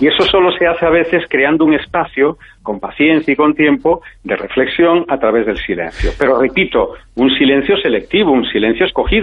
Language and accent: Spanish; Galicia, Spain; sabes que como gallegos tenemos retranca